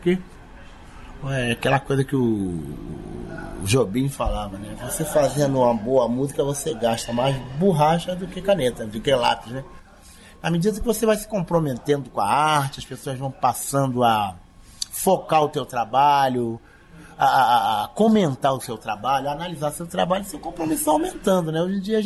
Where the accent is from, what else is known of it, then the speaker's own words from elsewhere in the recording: São João do Meriti, Rio de Janeiro, Brazil; São João do Meriti, lá no Rio de Janeiro, município de São João do Meriti, que é onde eu me criei. Na verdade, me criei em São João do Meriti, nasci em Madureira, né?